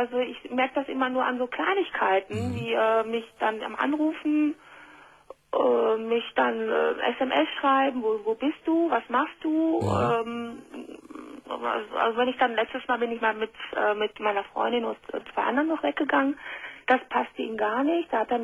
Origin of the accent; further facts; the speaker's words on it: Spain; Ich bin Spanierin.